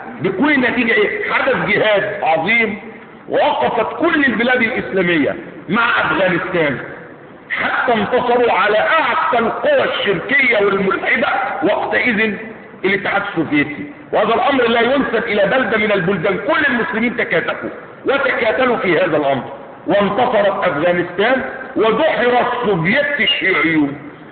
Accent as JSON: {"language": "Arabic", "country": "Egypt", "said": "انظروا في بلادنا مصر على سبيل المثال"}